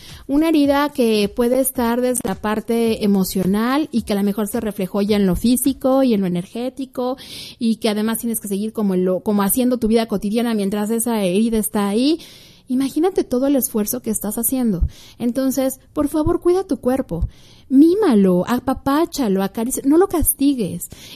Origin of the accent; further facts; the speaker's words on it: Mexico; aquí en México se celebra la independencia, y como buenos mexicanos, todo lo que se celebra incluye comida